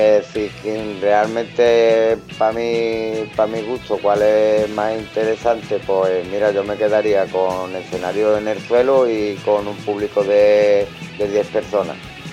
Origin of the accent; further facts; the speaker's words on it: El Puerto de Santa María, Andalusia, Spain; somos de Cádiz, de Andalucía, del puerto de Santa María.